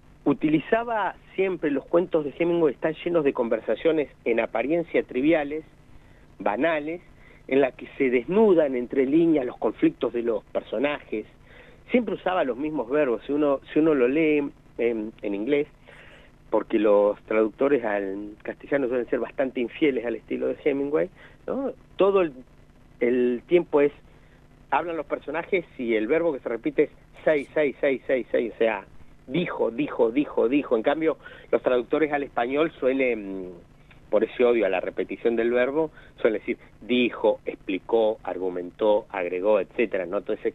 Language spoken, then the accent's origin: Spanish; Argentina; hay un aspecto bastante oscuro para nuestra historia como argentinos